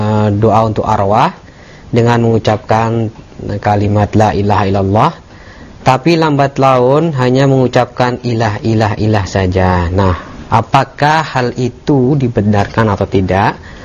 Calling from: Manado, North Sulawesi, Indonesia; dari Manado

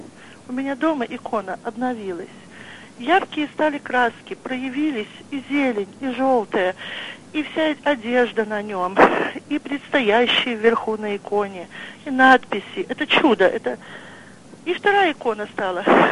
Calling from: Vitebsk, Vitebsk Region, Belarus; Я звоню из Витебска.

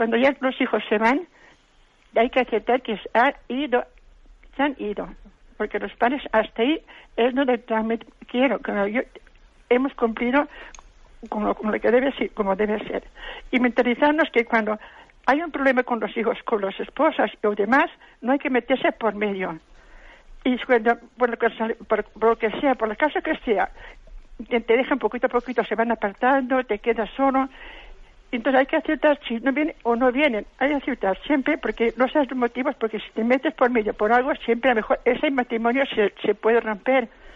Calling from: Valencia, Valencian Community, Spain; de Valencia.

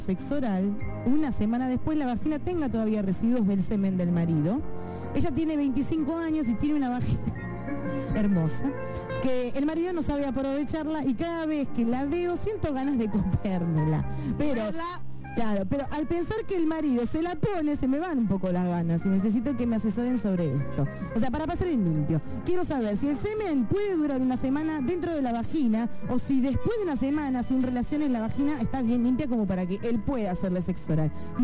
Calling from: Morón, Buenos Aires Province, Argentina

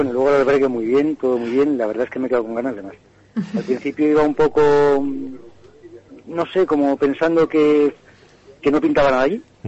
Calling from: Madrid, Community of Madrid, Spain; De Madrid.

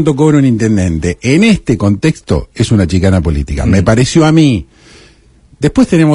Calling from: Saladillo, Buenos Aires Province, Argentina; de Saladillo, saludos a los dos.

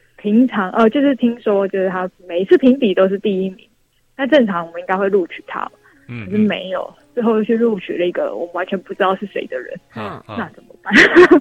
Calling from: Taipei, Taiwan; 我是台北的

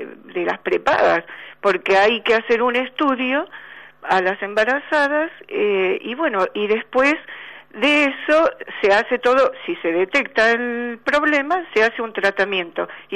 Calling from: Buenos Aires, Argentina; de Recoleta.

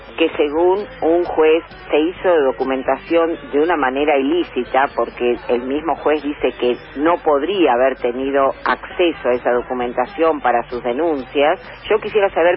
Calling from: Buenos Aires, Argentina; de Villa Pueyrredón.

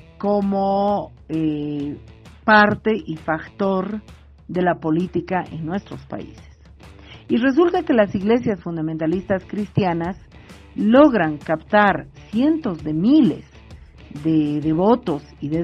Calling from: Bolivia; de Mujeres Creando y les mando este audio desde Bolivia.

